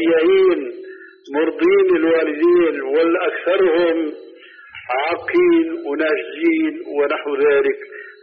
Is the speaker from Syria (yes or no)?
yes; Syria; كما يقولون عندنا في سوريا